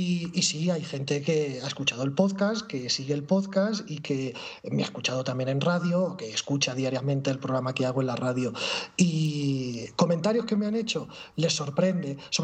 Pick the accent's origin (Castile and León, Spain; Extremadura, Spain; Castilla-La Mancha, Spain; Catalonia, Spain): Castilla-La Mancha, Spain; Toledo; Sí, yo soy de Toledo.